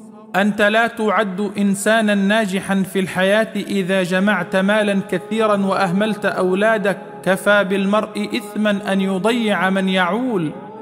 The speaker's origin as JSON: {"language": "Arabic", "region": "Upper Egypt", "country": "Egypt", "said": "عندنا في الصعيد يقولون"}